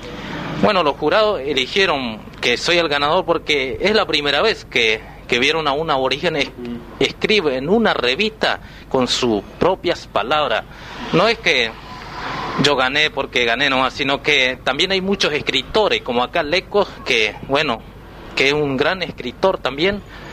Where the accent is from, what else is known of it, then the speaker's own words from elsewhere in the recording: Juan José Castelli, Chaco, Argentina; soy de acá en Juan José Castelli. En especial nací en Paraje El Colchón, que en el Impenetrable, cerca de Bermejito, a 12 kilómetros. Bueno, tengo solamente 21 años, soy joven todavía.